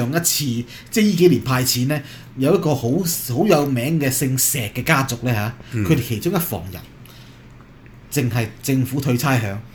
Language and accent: Chinese; Hong Kong; 全世界政府沒有人及我們香港人有錢的